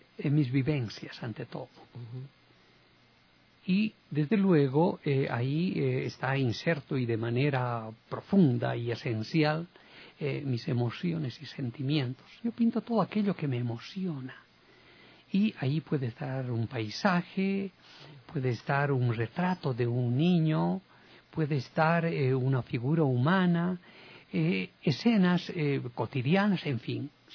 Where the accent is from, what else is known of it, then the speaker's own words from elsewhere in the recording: Cochabamba, Bolivia; una radioemisora en mi ciudad natal, Cochabamba, convoca a un concurso de preguntas y respuestas.